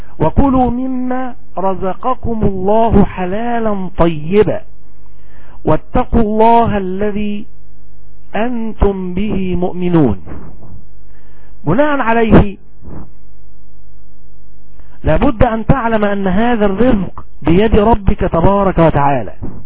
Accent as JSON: {"language": "Arabic", "country": "Egypt", "said": "ونأكل مثلا الطعام المسمى عندنا في مصر بالأرز."}